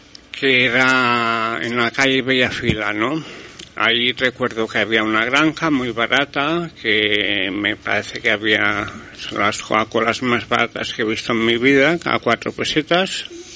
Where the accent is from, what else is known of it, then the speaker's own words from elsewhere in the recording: Barcelona, Catalonia, Spain; yo nací en Intramuros. Intramuros es dentro de las murallas. ¿Mm? Yo, de hecho nací en la calle, me parece en una clínica de la calle Aragón